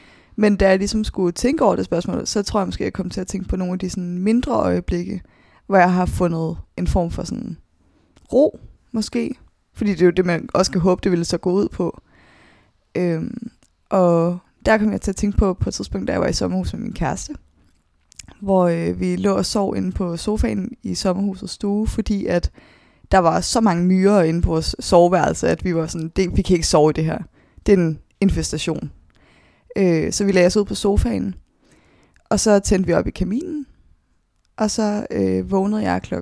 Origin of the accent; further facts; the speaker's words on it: Svendborg, Region of Southern Denmark, Denmark; also born or lived in Copenhagen; Der blev jeg født på Rigshospitalet i København, og få år efter, så flytter mine forældre med mig til Svendborg på Sydfyn, hvor jeg så bor indtil jeg er 15, hvor jeg starter på efterskole på Langeland